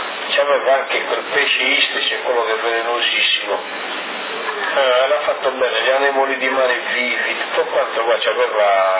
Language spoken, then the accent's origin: Italian; Sardinia, Italy; mi ha detto ma tu sei sardo? E ho detto sì.